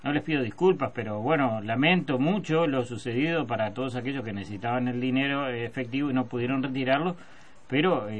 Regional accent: Uruguay; Yo soy uruguayo, es más, soy oriental.

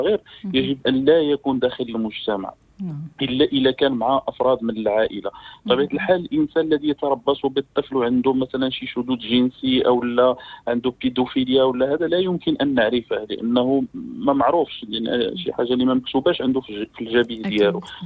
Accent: Morocco; واللي للأسف منتشرة عندنا في المغرب

